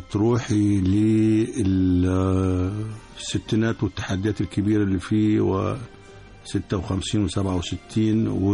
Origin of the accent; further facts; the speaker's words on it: Egypt; بنتكلم باعتبارنا مصريين كلنا ما فيش تفرقة.